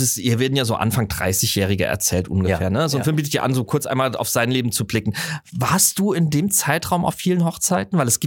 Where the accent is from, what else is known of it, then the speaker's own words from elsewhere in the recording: Southwest Germany, Germany; ich komme natürlich auch aus dem Südwesten, da wurde mehr geheiratet